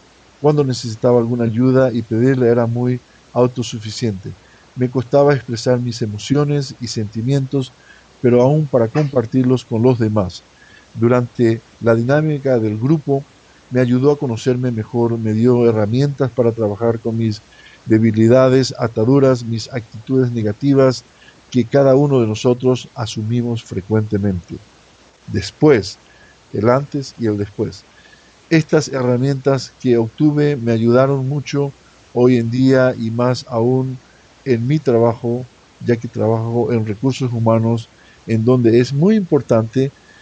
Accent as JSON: {"language": "Spanish", "region": "Chaco", "country": "Argentina", "said": "del Chaco argentino."}